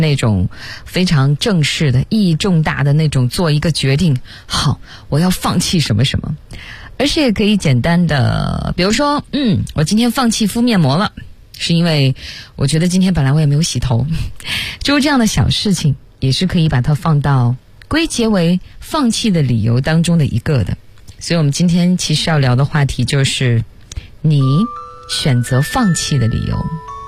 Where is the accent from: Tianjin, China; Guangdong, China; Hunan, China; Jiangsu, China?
Tianjin, China; 其实我也不是北京人，虽然我离北京很近，我是天津人，对，自报一下家门